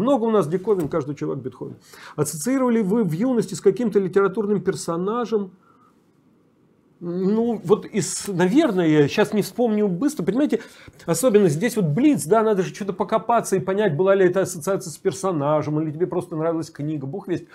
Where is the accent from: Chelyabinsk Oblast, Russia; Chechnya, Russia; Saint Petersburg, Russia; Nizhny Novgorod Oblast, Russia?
Saint Petersburg, Russia; Я родился и вырос в Питере.